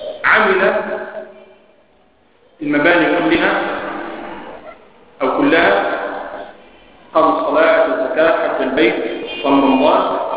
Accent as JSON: {"language": "Arabic", "country": "Egypt", "said": "لكن الذين يتكلموا بهذه المسائل أكثر عندنا في مصر قالوا بأنه لا يكفر"}